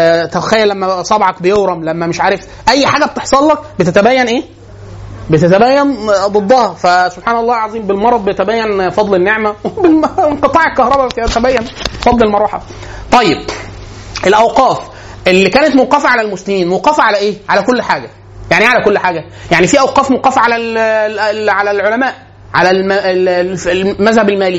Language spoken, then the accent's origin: Arabic; Egypt; حاله من البذخ عندنا في مصر معانا فلوس كتير جدا